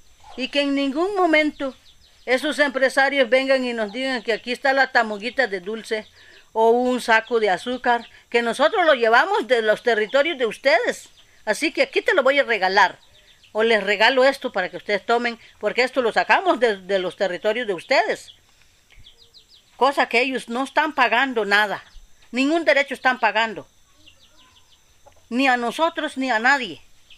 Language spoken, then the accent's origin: Spanish; Salitre, Puntarenas, Costa Rica; soy indígena, bribri, de Salitre, y vivo en mi territorio.